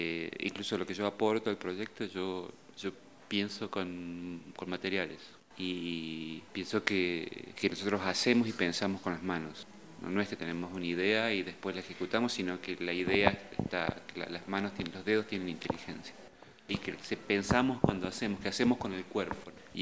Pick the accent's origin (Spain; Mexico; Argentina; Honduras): Argentina; now in United States; soy argentino, pero vivo en los Estados Unidos, donde soy profesor de arquitectura y estoy afiliado a una escuela también de arte electrónico. Hace unos 10 años que vivo en Estados Unidos